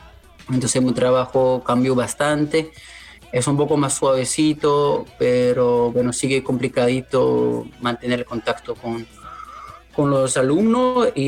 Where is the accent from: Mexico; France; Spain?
France; Brittany; now in Berlin, Germany; Yo vivo ahora en Berlín, Alemania, soy un francés, vengo de la costa atlántica de Francia, un lugar que se llama Bretaña